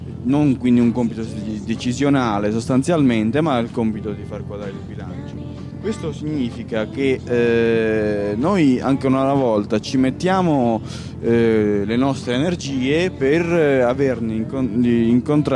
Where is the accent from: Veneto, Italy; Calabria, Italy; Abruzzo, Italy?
Calabria, Italy; noi dobbiamo portare avanti un'altra cosa come calabresi